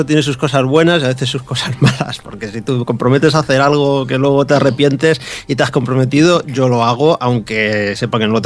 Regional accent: Bilbao, Basque Country, Spain; now in Santiago de Compostela, Spain; yo me vine aquí a Santiago Compostela desde Bilbao, yo soy de Bilbao. Me vine. Y sí, hace ya unos años

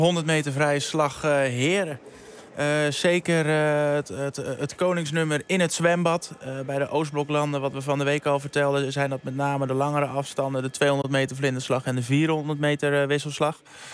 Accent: Netherlands; Alleen wij zijn als Nederlanders, ja, kijk, wij groeien op in het zwembad, allemaal met ons A- en B-diploma.

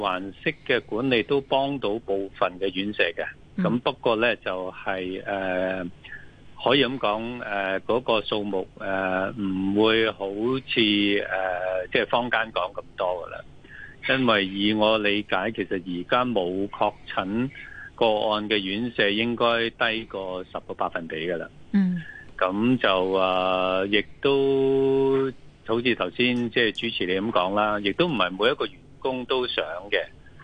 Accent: Hong Kong; 我哋香港人

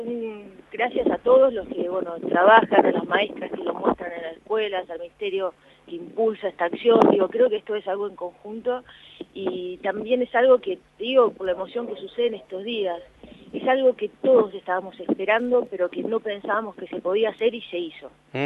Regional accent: Argentina; como argentinos estamos orgullosos de esto.

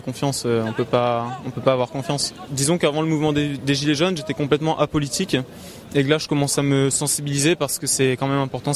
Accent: Réunion, France; now in Paris, France; Donc je suis sur Paris depuis août et je viens de l'île de la Réunion.

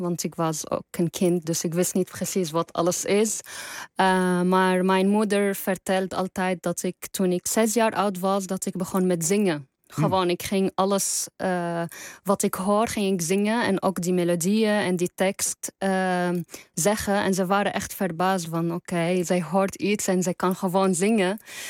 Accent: Damascus, Damascus Governorate, Syria; Dutch is a second language; now in Netherlands; En dat ik weet dat ik misschien nooit in mijn hele leven terug kan gaan naar Syrië, waar ik ben opgegroeid.

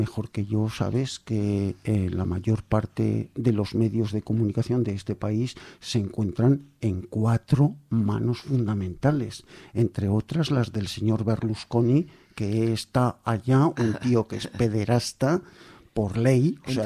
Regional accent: Zaragoza, Aragon, Spain; que yo también soy de aquí, Mañicó. Y Zaragoza las acentúo todas

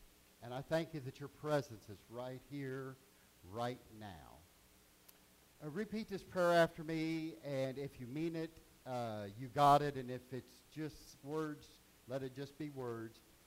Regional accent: Richmond, Indiana, United States; I got up to Richmond, Indiana, and I grew up on Lower Street.

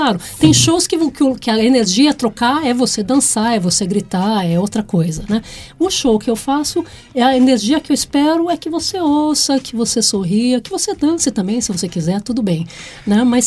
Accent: São Paulo, Brazil; also born or lived in Bahia; now in Australia; Eu sou nascida e criada em São Paulo, né? Capital, né? Paulistana. Nascida na Avenida Paulista, para ser bem exata. Mas eu morei na Bahia antes de sair do Brasil.

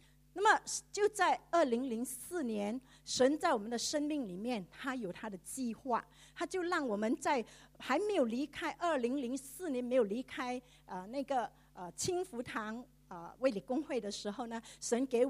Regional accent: Singapore; 我自己本身呢是长老会在新加坡长大的

